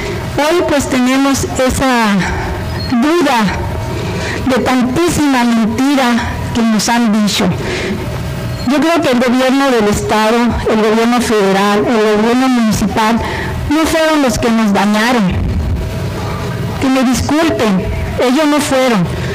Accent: Babiácora, Sonora, Mexico; Yo vengo en lo particular de Babiácora, nací en Babiácora, ahí mismo en mi casa, como se usaba antes.

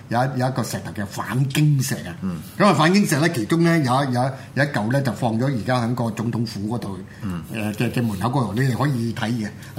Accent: Hong Kong; 我覺得就唔係我哋香港人咧，即係自己咧生安白造咁樣諗出嚟

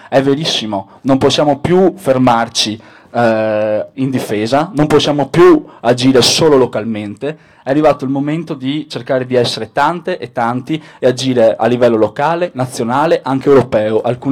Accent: Venice, Veneto, Italy; vengo da Venezia, dove da poco abbiamo concluso un'esperienza molto importante

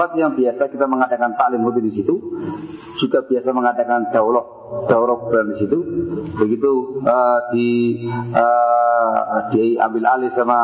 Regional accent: Sidayu, East Java, Indonesia; Saya asli orang Sidayu Gresik, Jawa Timur.

